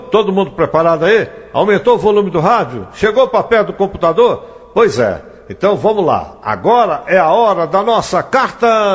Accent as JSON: {"language": "Portuguese", "town": "Cláudio", "region": "Minas Gerais", "country": "Brazil", "tie": "born there", "said": "eles foram comigo até a cidade de Cláudio, que foi onde eu nasci"}